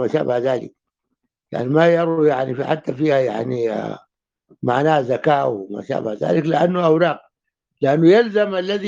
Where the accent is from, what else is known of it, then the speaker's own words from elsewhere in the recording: Sudan; طبعا اغلى من الذهب اللي عندنا في السودان